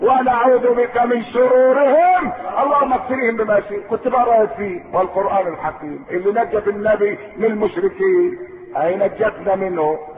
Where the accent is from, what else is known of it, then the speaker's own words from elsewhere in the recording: Egypt; احنا مسلمين ومصريين زي بعض احنا مصريين